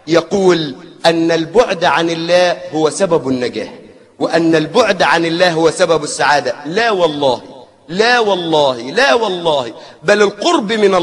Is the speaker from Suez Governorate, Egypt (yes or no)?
yes; Suez, Suez Governorate, Egypt; عندنا في السويس في ميناء الأدبية